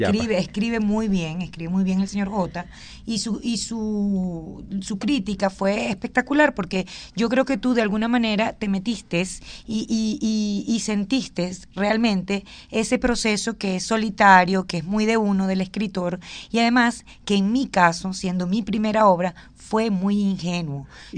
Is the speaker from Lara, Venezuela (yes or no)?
yes; Barquisimeto, Lara, Venezuela; yo vengo de Barquisimeto